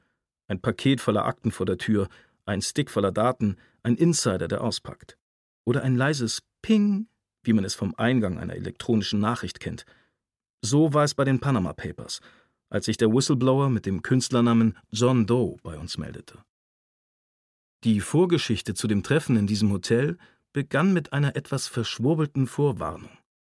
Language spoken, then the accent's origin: German; Germany; Wir sind beide in der Nähe der österreichischen Grenze aufgewachsen.